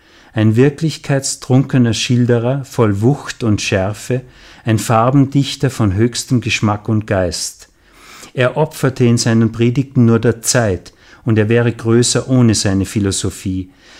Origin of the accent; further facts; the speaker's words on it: Salzburg, Austria; Ich bin in Salzburg zur Schule gegangen. Die Schule lag gegenüber vom großen Festspielhaus.